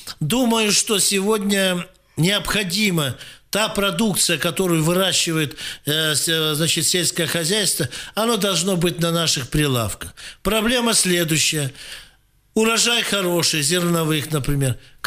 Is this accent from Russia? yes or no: yes; Krasnoyarsk, Krasnoyarsk Krai, Russia; Мы красноярцы, сибиряки.